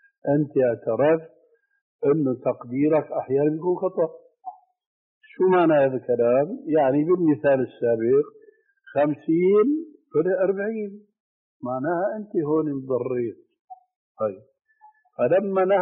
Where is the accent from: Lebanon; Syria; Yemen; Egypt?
Syria; ونضربها علاوية كما يقولوا عندنا في الشام.